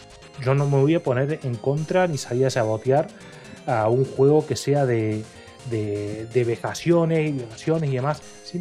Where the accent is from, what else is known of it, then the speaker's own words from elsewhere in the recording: Argentina; tanto en lo que es este país, de donde yo vengo yo en Argentina